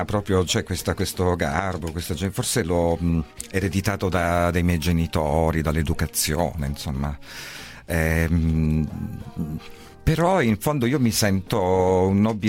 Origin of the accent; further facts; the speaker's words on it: Crotone, Calabria, Italy; io sono partito da Crotone, poi ho fatto una lunghissima gavetta, ho suonato ovunque